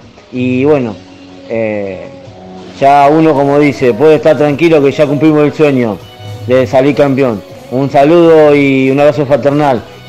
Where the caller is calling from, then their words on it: Bernal, Buenos Aires Province, Argentina; de Bernal otra vez.